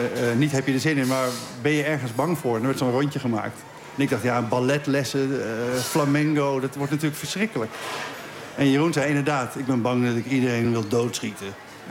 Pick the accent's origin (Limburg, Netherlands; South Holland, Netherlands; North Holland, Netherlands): North Holland, Netherlands; Beverwijk; Ik had het schooltoneel gedaan, maar dat stelde bij ons in Beverwijk niet heel veel voor.